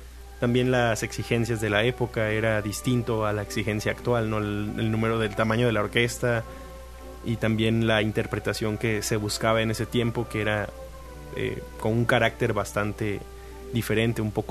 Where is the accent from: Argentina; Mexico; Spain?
Mexico; Tabasco; also born or lived in Oaxaca